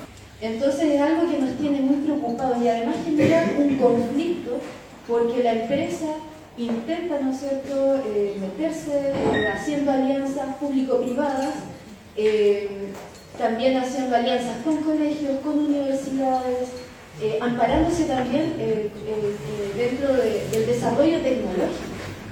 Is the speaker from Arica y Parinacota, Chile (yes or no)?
no; Penco, Biobío, Chile; yo vengo del territorio de Penco, en la octava región.